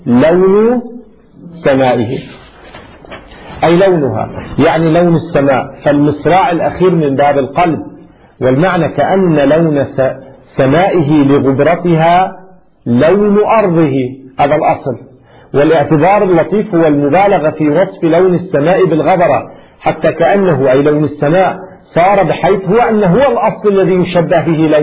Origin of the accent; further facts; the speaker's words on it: Lebanon; ما أدري شو السمع عندنا في لبنان؟